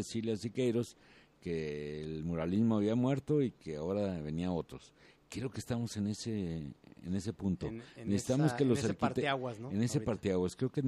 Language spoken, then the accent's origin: Spanish; Mexico; Como mexicano, me toca algo.